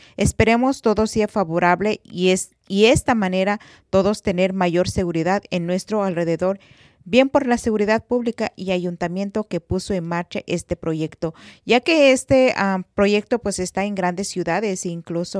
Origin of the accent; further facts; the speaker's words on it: Ichán, Michoacán, Mexico; municipio de Chilchota, Michoacán, donde es, por supuesto, mi municipio. Ahí es donde pertenezco, y Chan, de donde yo soy.